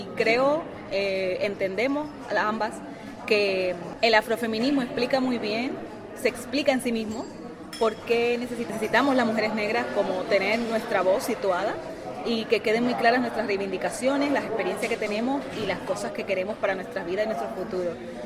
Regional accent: Dominican Republic; porque somos dominicanas y al fin y al cabo no hemos tenido que aprender el idioma.

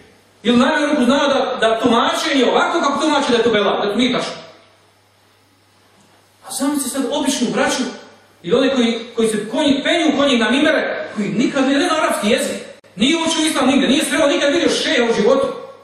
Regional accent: Bosnia & Herzegovina; Kao što kod nas u Bosni ima Bošnjaka

